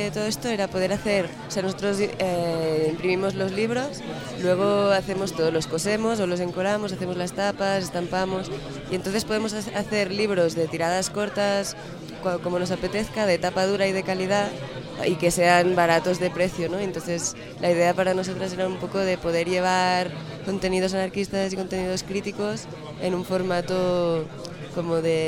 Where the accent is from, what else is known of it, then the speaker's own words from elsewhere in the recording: Catalonia, Spain; De Cataluña.